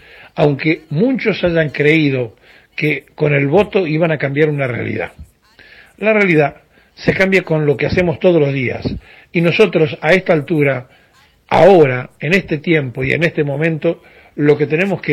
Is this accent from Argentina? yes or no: yes; Argentina; Nosotros como argentinos estamos en crisis